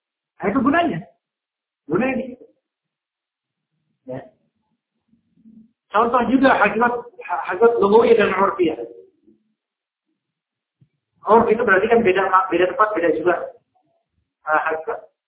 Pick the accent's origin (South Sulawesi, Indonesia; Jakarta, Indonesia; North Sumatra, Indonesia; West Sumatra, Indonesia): Jakarta, Indonesia; Saya orang Jakarta nggak ngerti, kan?